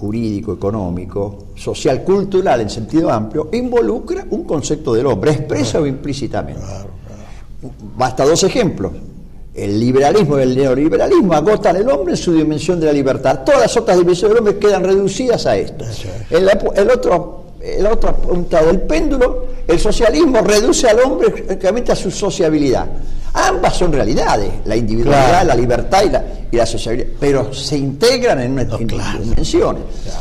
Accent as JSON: {"language": "Spanish", "country": "Argentina", "said": "como ciudadanos argentinos, permanecer indiferentes a esto."}